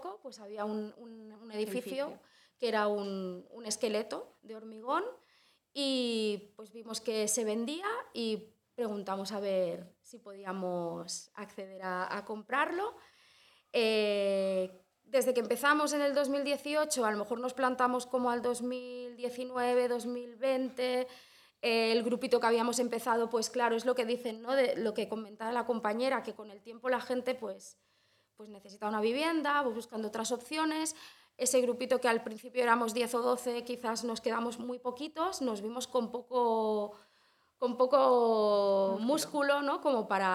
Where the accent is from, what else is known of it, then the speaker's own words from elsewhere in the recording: Olesa de Montserrat, Catalonia, Spain; soy de Olesa, he nacido en Olesa, no sé si todo el mundo sitúa más o menos dónde está, en el Baix Llobregat Nord. Estamos, bueno, cerca del área metropolitana, pero tampoco tanto.